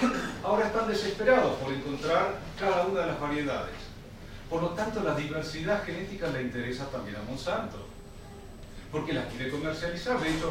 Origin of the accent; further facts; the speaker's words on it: Neuquén, Argentina; yo vengo de la Patagonia, en Neuquén